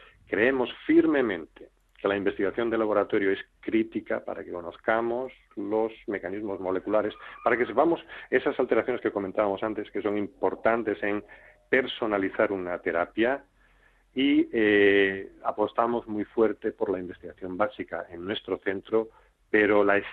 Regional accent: Asturias, Spain; moved away as an adult; also born or lived in United States; now in Salamanca, Spain; Yo, yo soy asturiano, hice mi entrenamiento en Estados Unidos

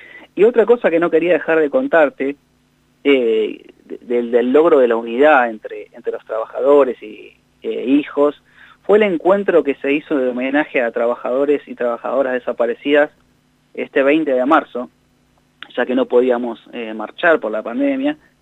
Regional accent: Cinco Saltos, Río Negro, Argentina; born there; Yo nací en Río Negro, en Cinco Saltos

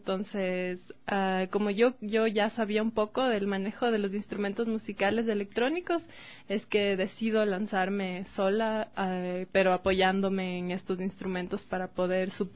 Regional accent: Quito, Pichincha, Ecuador; Sí, yo soy de aquí, de Quito.

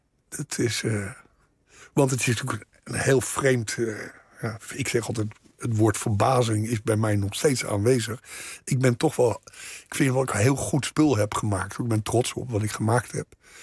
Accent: The Hague, South Holland, Netherlands; Ik ben geboren in de Schilderswijk. Maar op mijn tweede ben ik verhuisd naar Moerwijk.

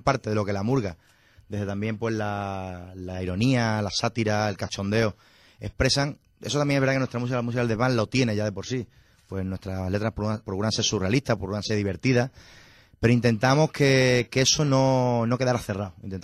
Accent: Zafra, Extremadura, Spain; ninguno somos de Badajoz. Uh-huh. Miguel es de Cádiz, de Conil de la Frontera, Jorge es cacereño y yo soy de Zafra. Y por la vida, pues terminamos todos en Badajoz

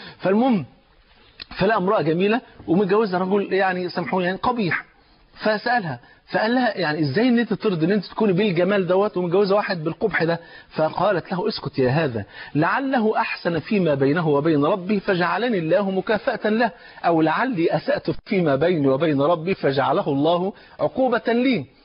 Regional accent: Egypt; زي ما بيقولوا في المثل المصري عندنا في مصر يقولوا ايه

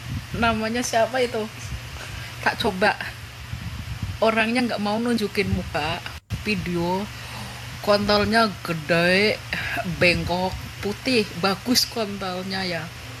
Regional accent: Java, Indonesia; Aku asli orang Jawa.

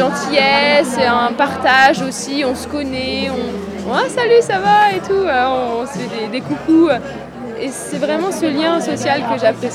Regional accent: Rouen, Normandy, France; Rouen, Normandie.

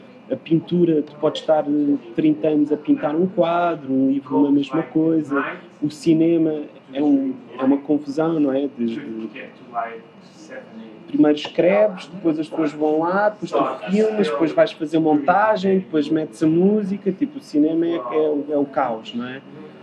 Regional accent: Portugal; also born or lived in United States; Depois eu tive muitos problemas com linguagem, porque nasci nos Estados Unidos.

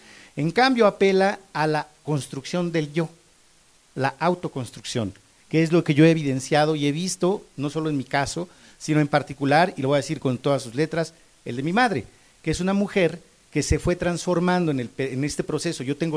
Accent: Coyoacán, Mexico City, Mexico; Yo soy indígena de los Pedregales, de Coyoacán, de la Lava del Xitle. Nací en la colonia Jusco, nací aquí, viví aquí hasta la vida adulta.

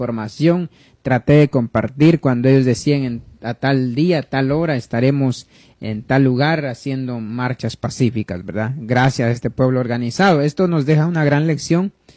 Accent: Guatemala; now in New Jersey, United States; por aquellos que pues no me sintonizaron al principio. Vivo en Nueva Jersey, soy guatemalteco

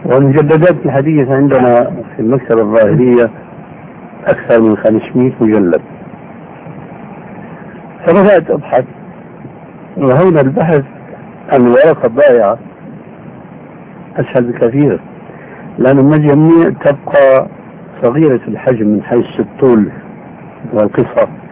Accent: Syria; وكما يقولون عندنا في الشام بلا طول سيرة

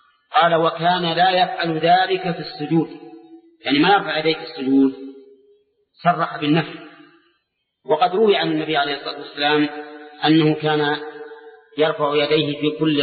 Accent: Saudi Arabia; كما يوجد عندنا في السعودية

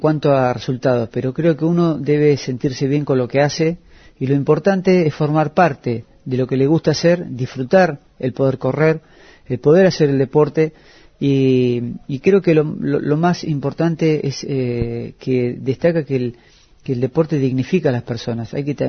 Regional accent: Argentina; a uno como argentino se enorgullece.

